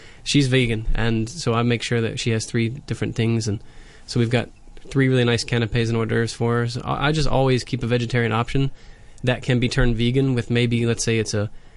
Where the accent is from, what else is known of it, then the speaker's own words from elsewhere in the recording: United States; You know, as an American, it's usually mayonnaise-based